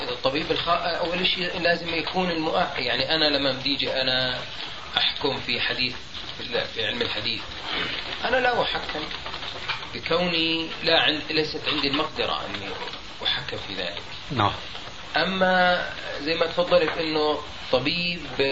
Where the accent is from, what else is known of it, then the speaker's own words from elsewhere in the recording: Jordan; في القانون الطب عندنا في الأردن لا يمنع ذلك